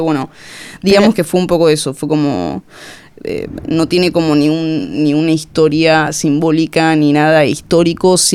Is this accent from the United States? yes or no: no; Argentina; moved away as an adult; now in Barcelona, Spain; Soy de Argentina, me vine a vivir a Barcelona a los 19 años.